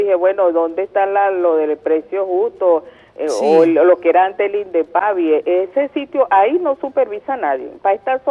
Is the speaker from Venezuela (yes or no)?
yes; Venezuela; Como ciudadana venezolana que vive en la zona